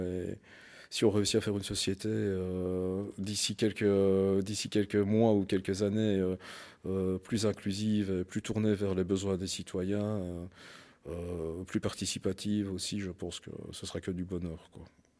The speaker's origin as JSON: {"language": "French", "region": "Wallonia", "country": "Belgium", "tie": "born or raised there", "said": "moi, je suis originaire de la région de Liège, hein, donc des Ardennes"}